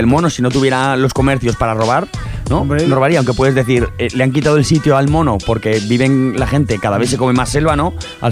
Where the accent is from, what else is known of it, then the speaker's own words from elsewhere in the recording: Aragon, Spain; hubo gente en España que se los compró, concretamente en Aragón, unos cuantos, en mi pueblo, uno.